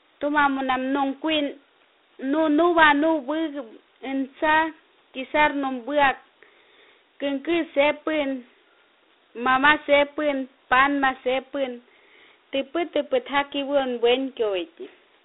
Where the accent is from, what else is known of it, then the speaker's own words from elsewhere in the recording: Cucuasa, Amazonas, Peru; Soy comunidad nativa de Cucuasa y soy de la escuela de los líderes y lideresas del pueblo Huampisi y Abajún en el sector Río Santiago.